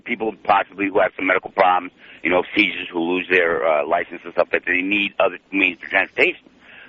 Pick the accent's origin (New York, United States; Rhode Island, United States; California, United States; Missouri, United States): Rhode Island, United States; accent: New England; moved away; I'm from Rhode Island. I still got my New England accent. I appreciate my New England accent. I came out here 15 years ago